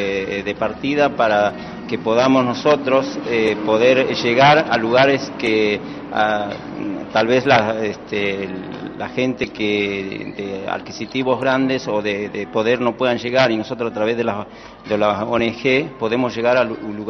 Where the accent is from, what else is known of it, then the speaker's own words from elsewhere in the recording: Berazategui, Buenos Aires Province, Argentina; Bueno, nosotros somos de Berazategui